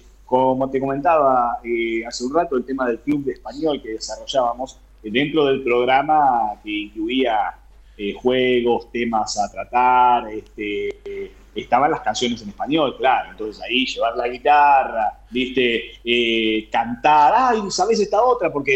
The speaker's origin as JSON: {"language": "Spanish", "country": "Argentina", "said": "siempre la frase cuando decía soy de Argentina"}